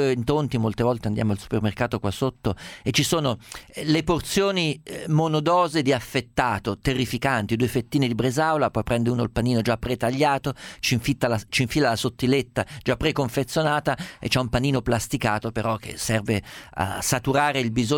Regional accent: Umbria, Italy; io sono umbro, le dico, la preparazione dei cappelletti, che era la minestra natalizia delle mie parti

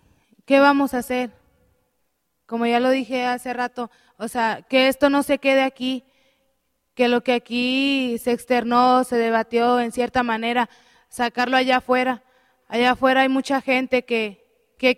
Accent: Mexico; En nosotros como estudiante, como profesionista, como obrero, como mexicano, ¿qué vamos a hacer?

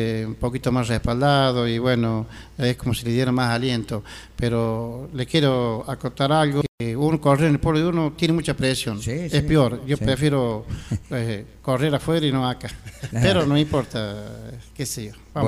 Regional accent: Quilino, Córdoba, Argentina; born there; hasta mañana a todo mi pueblo querido, que soy nacido acá en este pueblo

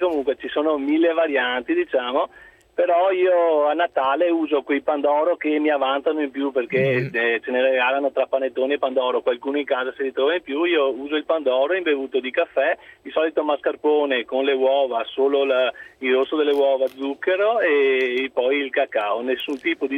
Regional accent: Treviso, Veneto, Italy; io da buon trevigiano sono legato al tiramisù

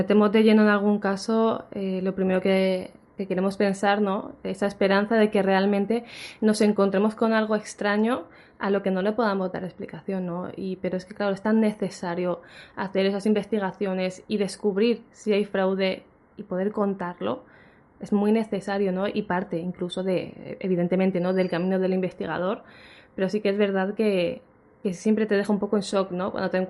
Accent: Alicante, Valencian Community, Spain; seguía haciendo aquí en Alicante, en mi tierra, conferencias

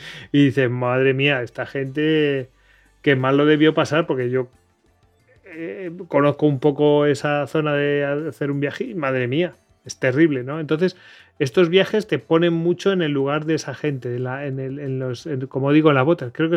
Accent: Spain; somos humanos y somos españoles que criticamos todo

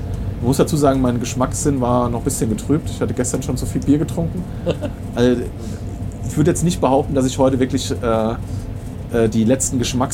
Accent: Limburg, Hesse, Germany; da war der Laden, wo ich in meiner Heimatstadt Limburg gearbeitet habe

